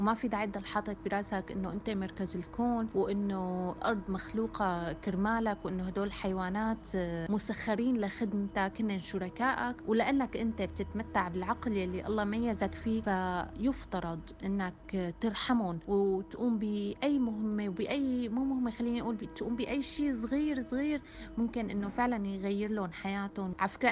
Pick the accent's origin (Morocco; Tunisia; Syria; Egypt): Syria; بدي اعطي مثال كوني انا سورية وعم تابع الوضع عن كثب بسوريا